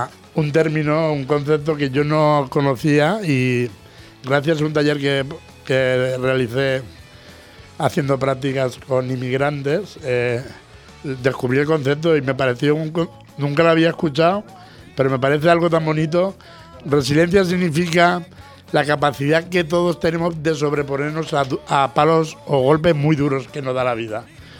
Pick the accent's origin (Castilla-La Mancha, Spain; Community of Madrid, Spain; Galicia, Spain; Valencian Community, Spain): Valencian Community, Spain; hay un escritor valenciano, que es de donde soy yo